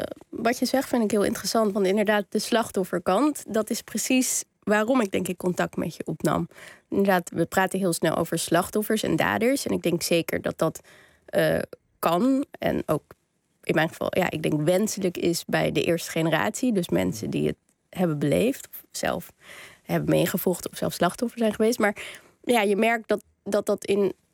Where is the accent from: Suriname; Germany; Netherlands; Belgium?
Netherlands; Amsterdam, North Holland; We komen allebei uit Amsterdam. Zijn allebei journalist, zijn allebei ongeveer even oud.